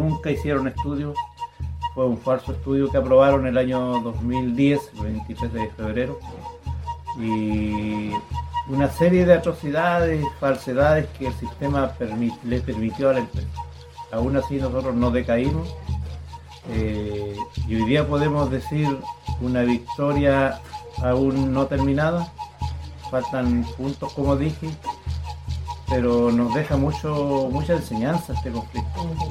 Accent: Mehuín, Los Ríos, Chile; yo soy de acá de Mewin

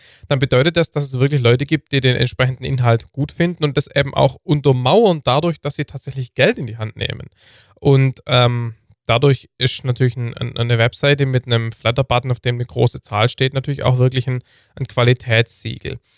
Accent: Heidenheim, Baden-Württemberg, Germany; born there; Heidenheim, meiner Geburtsstadt auch.

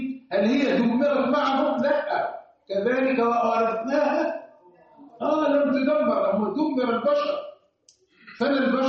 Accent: Egypt; لانه برضه احنا كمصريين لنا الترقيق بتاعنا مش منضبط شويه

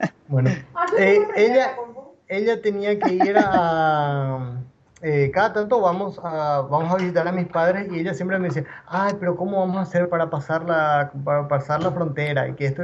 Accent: Clorinda, Formosa, Argentina; also born or lived in Paraguay; mis padres son paraguayos, yo también soy paraguayo, pero yo me crecí y me crié más en Argentina por el tema de que es frontera

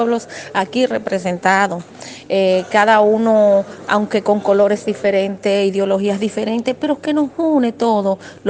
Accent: Dominican Republic; Soy dominicana, como lo dijiste

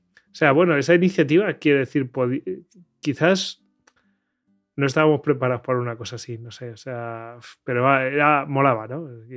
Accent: Spain; siendo, quiero decir, españoles, que hay castillos cada dos por tres

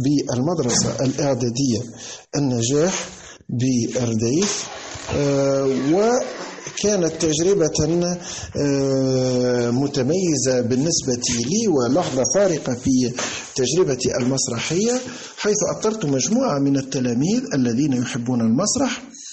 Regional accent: Redeyef, Gafsa Governorate, Tunisia; born there

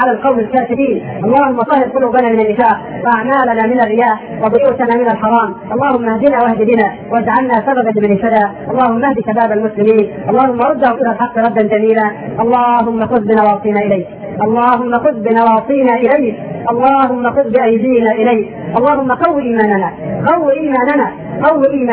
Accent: Upper Egypt, Egypt; في بعض المناطق في الصعيد عندنا في مصر

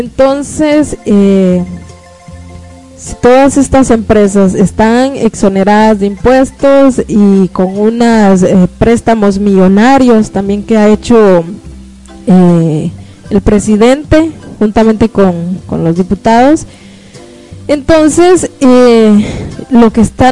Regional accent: Guatemala; lo estamos viviendo como guatemaltecos y guatemaltecas

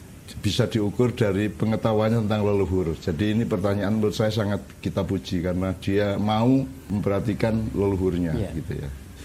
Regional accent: Java, Indonesia; Karena saya sendiri kan sebagai orang Jawa tidak pernah bisa menghafalkan.

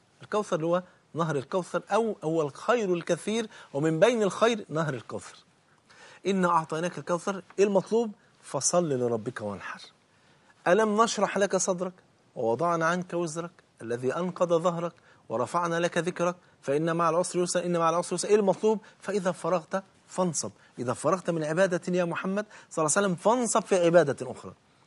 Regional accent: Egypt; ممكن انا كرجل مصري ممكن اروح اتعلم القران على ايديه

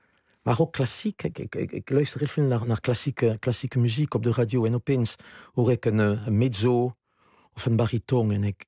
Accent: southwest France, France; Dutch is a second language; now in Netherlands; ik kom uit Zuidwest-Frankrijk. Ik ben bijna een Latino, hè, zou je kunnen stellen.

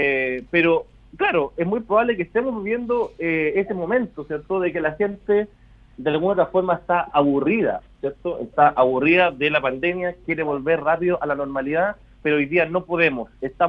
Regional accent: Chile; yo creo que los chilenos somos el 100% muy fe

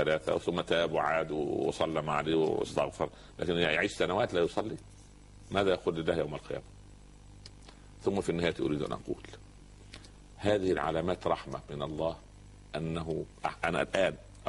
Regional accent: Upper Egypt, Egypt; حتى عندنا في الصعيد اسمه سخل برضه

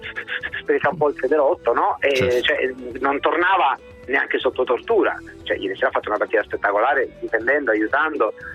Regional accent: Emilia-Romagna, Italy; io sono emiliano

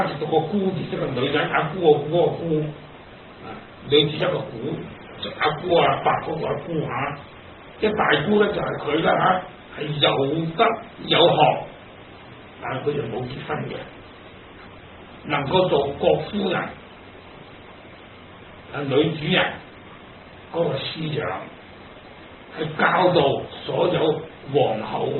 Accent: China; 我哋中國人中意過年講好話

